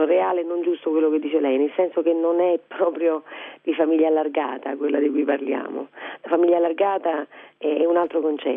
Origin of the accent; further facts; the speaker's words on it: Naples, Campania, Italy; lei giustamente non è napoletana, io sono napoletana